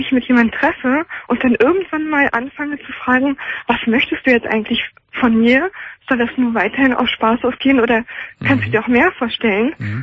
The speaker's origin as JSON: {"language": "German", "region": "Northern Germany", "country": "Germany", "tie": "born or raised there", "said": "Und jetzt bin ich aber wieder zurück in meine Heimat gezogen, nach Norddeutschland, und habe mir dort ein Haus gekauft."}